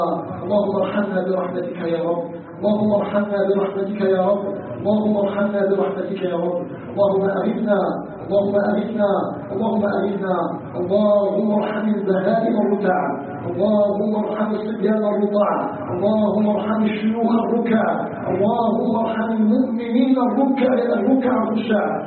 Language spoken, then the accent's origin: Arabic; Algeria; أن يجعل بلدنا الجزائر بلدا طيبا مباركا